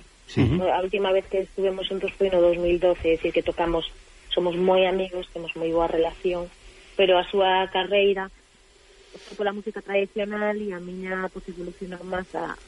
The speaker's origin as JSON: {"language": "Galician", "town": "Cedeira", "region": "Galicia", "country": "Spain", "said": "Eu son de Cedeira. Eu son do norte, ao lado de Estaca de Bares."}